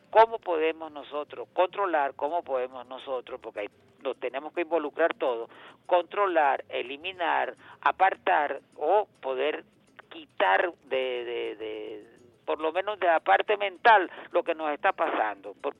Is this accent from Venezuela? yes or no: yes; Venezuela; como persona de este país, como venezolano que soy